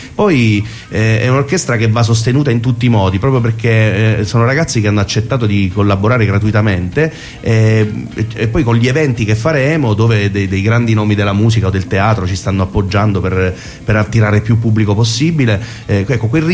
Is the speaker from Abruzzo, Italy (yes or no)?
yes; Teramo, Abruzzo, Italy; a Roma, che non è la mia città perché sono teramano, di Teramo